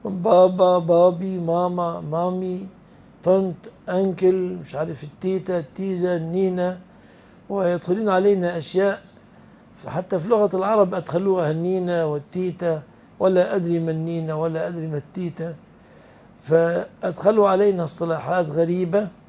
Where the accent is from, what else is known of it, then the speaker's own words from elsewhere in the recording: Egypt; خلاص انا مصري